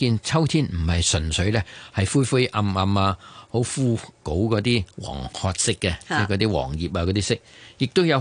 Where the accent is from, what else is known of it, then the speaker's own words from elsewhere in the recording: Guangdong, China; 成个汤水嘅灵感系嚟自咧我哋广府人时时饮嘅咸鱼头白菜豆腐汤嘅